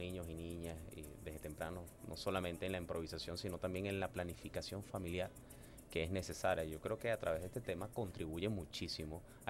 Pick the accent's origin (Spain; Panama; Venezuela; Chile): Venezuela; Guárico; Sí, señor, como llanero, veguero, guariqueño